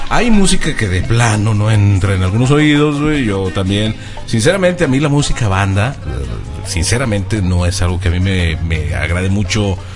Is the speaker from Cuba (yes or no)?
no; Puebla, Mexico; Cabe decir que soy de Puebla y tengo 22 años.